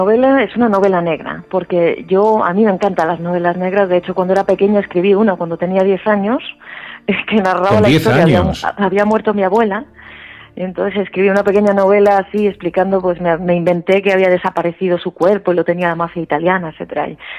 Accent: Granada, Andalusia, Spain; Yo que soy de Granada

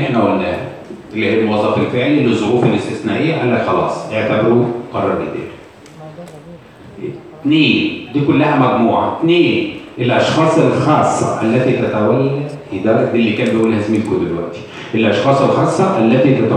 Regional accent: Egypt; يبقى احنا عندنا في مصر

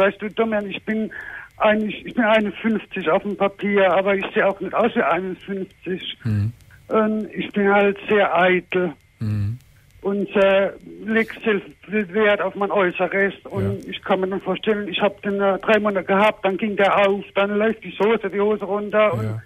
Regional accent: Germany; Hessen, Raum Heidelberg.

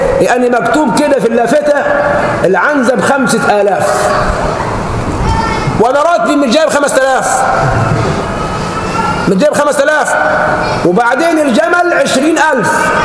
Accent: Egypt; نحن كشعب مصري بيتذهب حقوقنا بين امور

